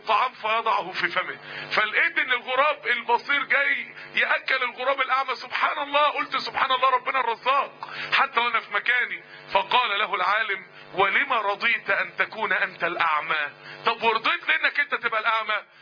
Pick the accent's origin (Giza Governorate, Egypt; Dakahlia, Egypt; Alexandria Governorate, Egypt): Dakahlia, Egypt; Mansoura; يعني احنا كلنا من المنصورة، المنصورة الموضوع مش باين فيها